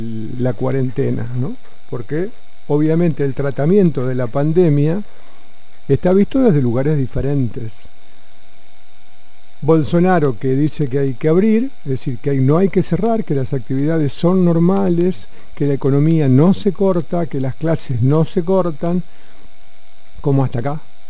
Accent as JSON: {"language": "Spanish", "country": "Argentina", "said": "nosotros como país, vos y yo, que somos argentinos"}